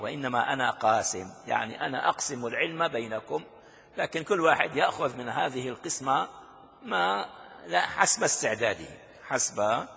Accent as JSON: {"language": "Arabic", "town": "Damascus", "region": "Damascus Governorate", "country": "Syria", "said": "عندنا في دمشق الشام"}